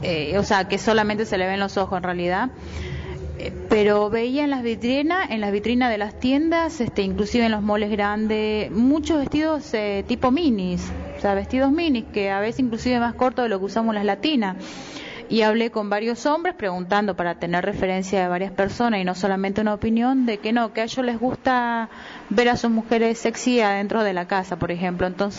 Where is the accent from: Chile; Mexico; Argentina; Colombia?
Argentina; northern Argentina; Cuando niña bailé samba brasilera, bailaba en los carnavales en mi provincia. Yo soy del norte de Argentina.